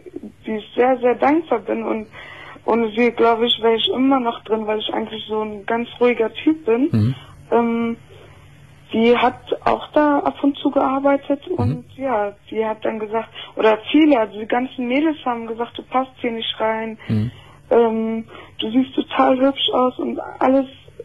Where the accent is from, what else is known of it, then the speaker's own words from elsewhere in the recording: Brazil; Ja, und bin auch Brasilianerin